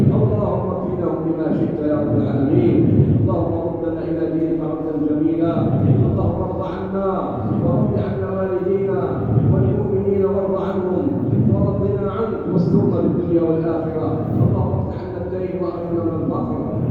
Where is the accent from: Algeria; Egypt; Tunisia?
Algeria; بلادنا الجزائر